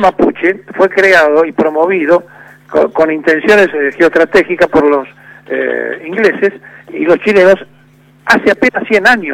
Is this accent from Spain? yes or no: no; Argentina; Hay un hecho que yo no puedo aceptar como argentino